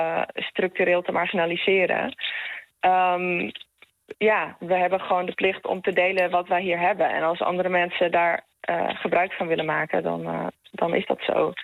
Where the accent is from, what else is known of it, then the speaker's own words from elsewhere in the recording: Netherlands; Ik mag als Nederlander heel relatief veel vrij bewegen.